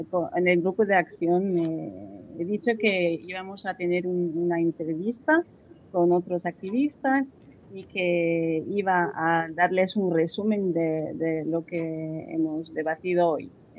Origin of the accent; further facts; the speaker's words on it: Romania; yo vengo de Rumanía